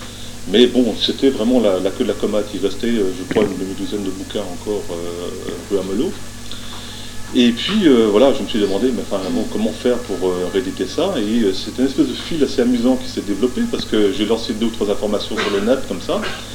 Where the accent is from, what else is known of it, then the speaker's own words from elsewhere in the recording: Brittany, France; now in Marseille, France; Moi, ça fait 20 ans que je vis à Marseille, je suis breton d'origine